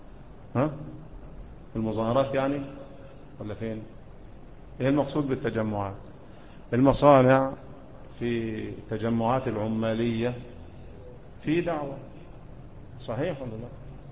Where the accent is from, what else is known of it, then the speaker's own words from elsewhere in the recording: Egypt; ومنا احنا كمصريين ايه اللي بيعملوه ده؟